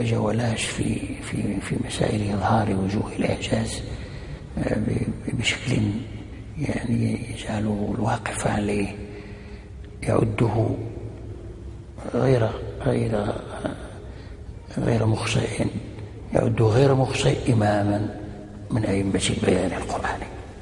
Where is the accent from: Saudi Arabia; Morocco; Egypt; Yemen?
Morocco; فنزل ونزل في مدينة سلا عندنا في المغرب الأقصى